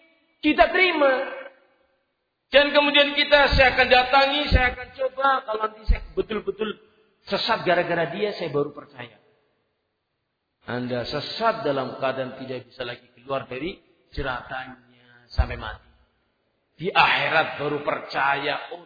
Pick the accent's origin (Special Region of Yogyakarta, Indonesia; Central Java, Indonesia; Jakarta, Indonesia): Central Java, Indonesia; accent: ngapak; Saya orang ngapak.